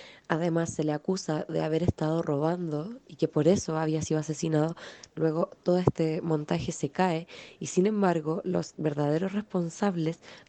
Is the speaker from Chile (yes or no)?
yes; Chile; hoy la estemos viviendo como pueblo chileno